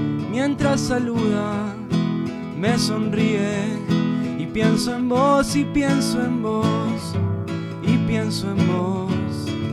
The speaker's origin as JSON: {"language": "Spanish", "town": "Bariloche", "region": "Río Negro", "country": "Argentina", "said": "Ando paseando por Capilla, yo soy de Bariloche."}